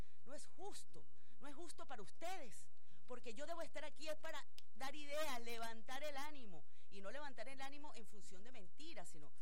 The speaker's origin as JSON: {"language": "Spanish", "country": "Venezuela", "said": "yo como profesional, como venezolana, incluso este espacio radial, La Ventana, debe adaptarse a los nuevos tiempos."}